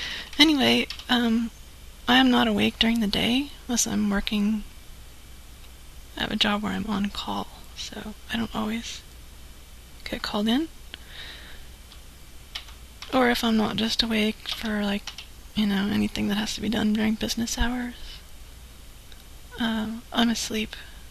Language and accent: English; Macon, Georgia, United States; Oh, I'm from Macon, Georgia.